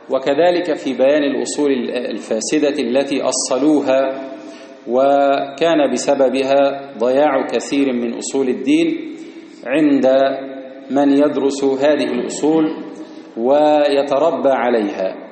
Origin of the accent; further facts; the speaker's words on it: Egypt; ومحيي السنة في بلدنا مصر